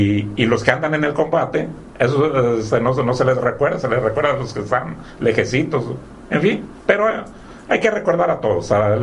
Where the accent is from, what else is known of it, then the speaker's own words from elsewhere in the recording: Mexico; algunas características que nos identifican o que hace que nos identifiquemos como mexicanos, de la nación o de la patria mexicana